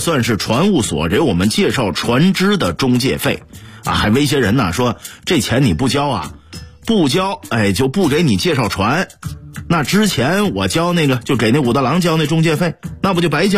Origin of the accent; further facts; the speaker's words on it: Shenyang, Liaoning, China; 没呀，我是东北人，从小在沈阳长大的，没有海呀。